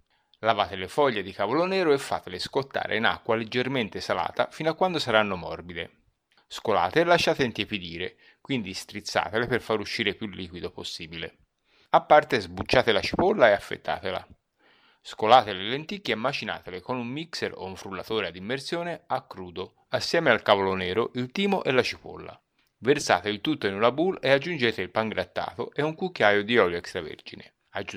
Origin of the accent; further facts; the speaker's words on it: Florence, Tuscany, Italy; Oggi ancora di più da Fiorentino Doc mi scatta la polemica e l'accento diventa vernacolo.